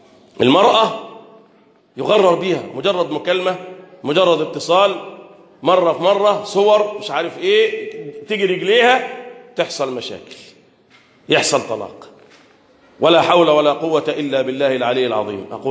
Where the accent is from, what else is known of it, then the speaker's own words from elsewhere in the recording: Egypt; اللهم احفظ بلدنا مصر